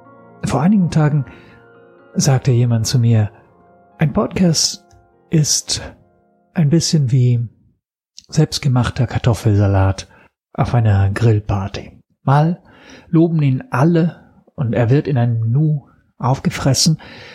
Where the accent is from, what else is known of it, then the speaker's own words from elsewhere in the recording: Italy; German is a second language; now in Berlin, Germany; Ich komme aus Italien und lebe erst seit 7 Jahren in Berlin. Daher die viele Sprachfehler, für die ich mich natürlich entschuldigen muss.